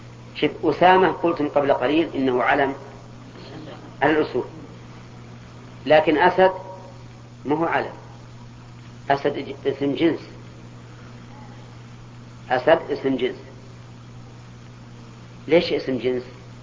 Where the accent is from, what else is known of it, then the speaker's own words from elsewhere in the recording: Al-Qassim, Saudi Arabia; الكنية عندنا في القصيم لكلها القصيم أولاد علي